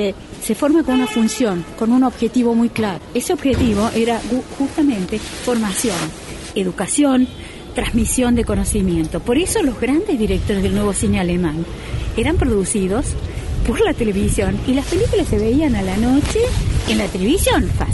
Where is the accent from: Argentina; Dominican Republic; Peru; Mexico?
Argentina; Córdoba; also born or lived in United States; yo soy de Córdoba